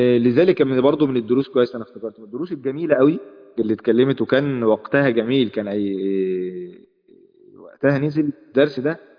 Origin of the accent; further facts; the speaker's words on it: Egypt; عندنا في مصر، مش عارف انتوا عارفين النيش ولا